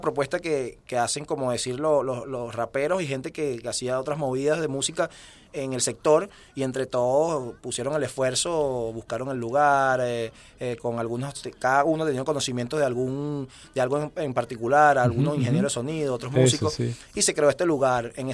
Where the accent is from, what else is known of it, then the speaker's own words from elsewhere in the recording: Caracas, Capital District, Venezuela; Bueno, todos somos de Caracas.